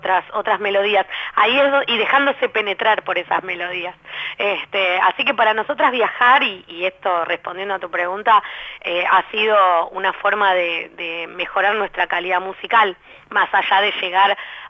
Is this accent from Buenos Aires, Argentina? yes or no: yes; Buenos Aires, Argentina; Que si bien uno tiene una cercanía como porteño más grande